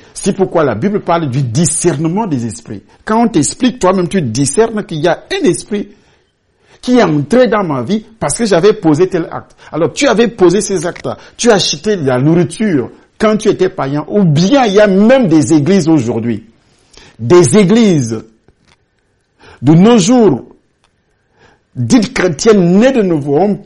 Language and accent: French; Douala, Littoral, Cameroon; now in Edea, Cameroon; Je vivais en ville, Douala, surtout Douala que moi je connais beaucoup. J'ai grandi à Douala, je suis arrivé à Douala étant encore petit. J'ai fait mes études, tout ce qui est nécessaire à Douala.